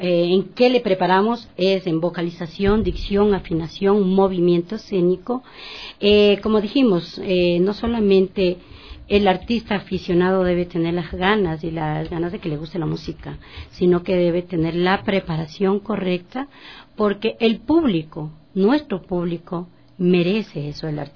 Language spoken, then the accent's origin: Spanish; Ecuador; Yo soy artista ecuatoriana.